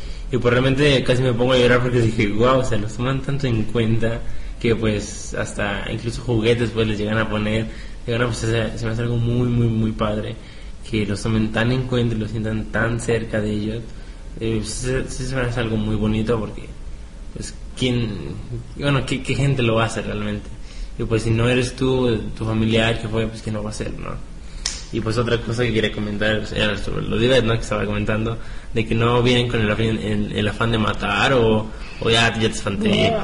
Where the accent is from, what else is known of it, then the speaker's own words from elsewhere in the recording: Guerrero, Mexico; de donde soy, de Guerrero